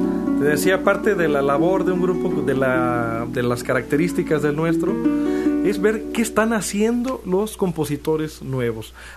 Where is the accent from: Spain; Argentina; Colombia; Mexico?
Mexico; como mexicanos de este tiempo también